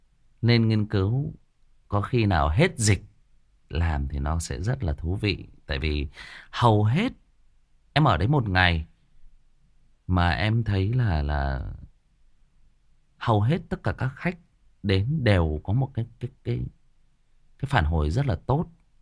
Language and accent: Vietnamese; Thai Nguyen, Vietnam; Chè thì mình là người Thái Nguyên cho nên là cái mồm chè của mình nó sành lắm.